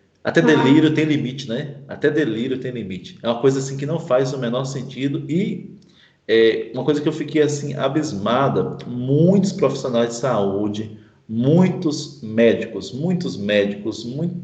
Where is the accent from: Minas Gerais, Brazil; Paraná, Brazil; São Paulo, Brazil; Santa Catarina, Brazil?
Minas Gerais, Brazil; now in Pernambuco, Brazil; Eu sou mineiro, né? Trabalho aqui em Pernambuco, gosto muito.